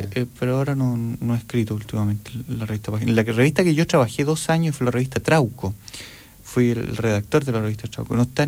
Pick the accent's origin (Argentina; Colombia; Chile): Chile; Si yo soy chileno, lo que toco suena chileno